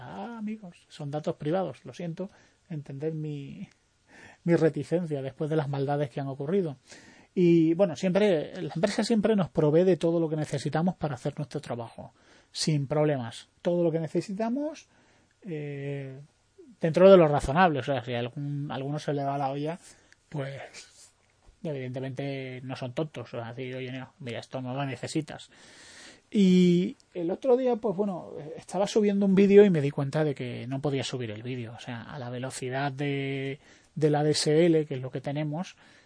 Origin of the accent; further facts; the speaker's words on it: Spain; no solo somos los españoles los únicos que abusamos